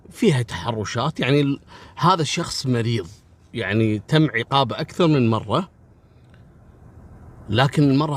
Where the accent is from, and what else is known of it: Kuwait